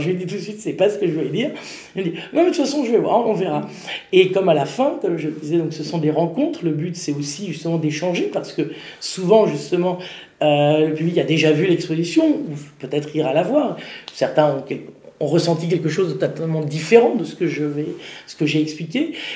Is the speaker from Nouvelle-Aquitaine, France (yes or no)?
no; Paris, Île-de-France, France; parce que je suis parisienne et plus très jeune